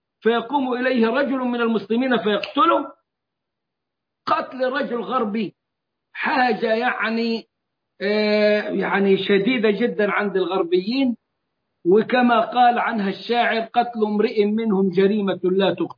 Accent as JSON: {"language": "Arabic", "country": "Egypt", "said": "وتحالفنا احنا كمصريين معهم، وكنا في المقدمة واغلب الضحايا كانوا من المصريين"}